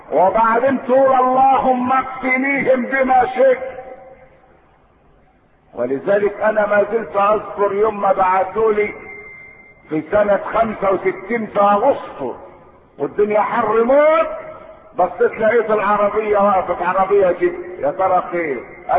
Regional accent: Egypt; احنا مصريين ايه اللي خبلنا بعض

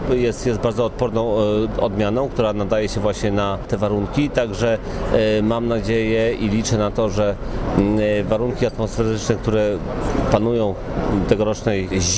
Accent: Lublin Voivodeship, Poland; Pochodzę z Lubelszczyzny i powiem szczerze, że jest sporo zapytań właśnie o te odmiany browarne.

